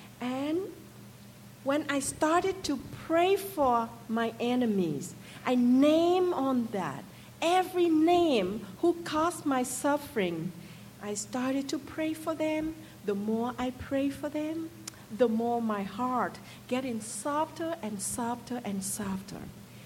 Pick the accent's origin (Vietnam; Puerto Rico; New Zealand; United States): Vietnam; English is a second language; Like most Vietnamese children, I was raised in the Cao Dai faith.